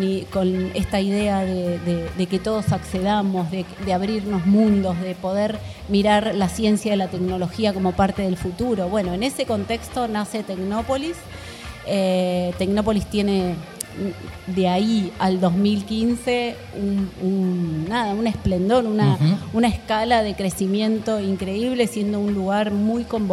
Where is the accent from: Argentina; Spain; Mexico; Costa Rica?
Argentina; recuperar toda esa identidad como argentinos y argentinas